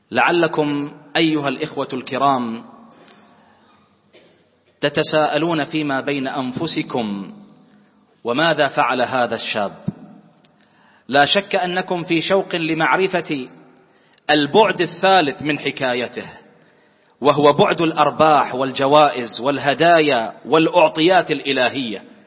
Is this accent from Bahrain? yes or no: yes; Bahrain; اللهم احفظ بلدنا البحرين